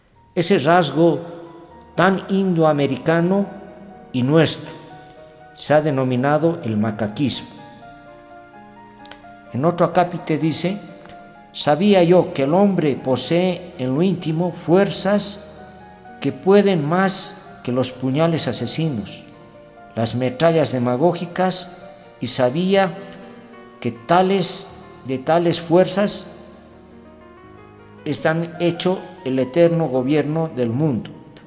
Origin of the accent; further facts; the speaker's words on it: Bolivia; podamos fortalecer nuestra vida como ciudadanos bolivianos